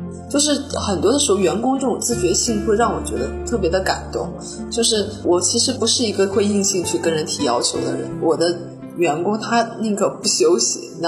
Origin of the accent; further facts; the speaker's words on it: Northeast China, China; also born or lived in United States; 美国人啊，他是跟我们中国的东北人，我老家的家乡人非常的相近，是非常热情好客的